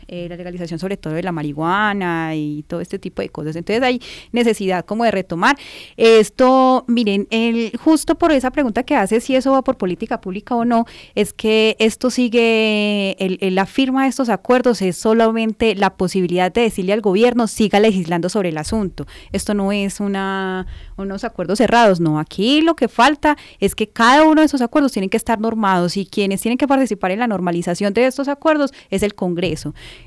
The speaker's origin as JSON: {"language": "Spanish", "country": "Colombia", "said": "nosotros hemos firmado muchísimos acuerdos como colombianos"}